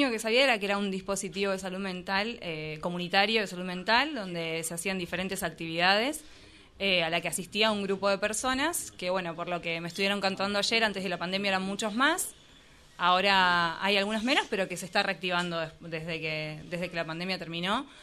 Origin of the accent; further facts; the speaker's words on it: Adrogué, Buenos Aires Province, Argentina; Soy de Buenos Aires, de Adrogué.